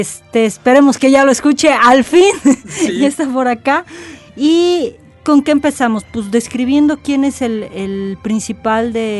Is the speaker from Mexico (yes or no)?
yes; Mexico; así como nosotros mexicanos, teníamos a la Coyoxauhtli